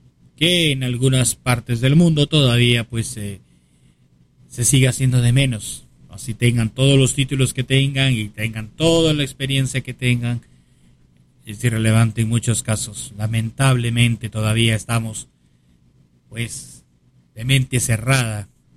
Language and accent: Spanish; Lima, Peru; born there; Alcaldesas en Lima, Perú, en el distrito de Pueblo Libre, por ejemplo, donde yo nací.